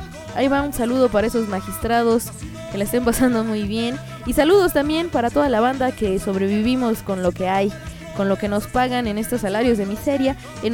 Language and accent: Spanish; Mexico; Y sí, somos mexicanos que le estamos acá chingando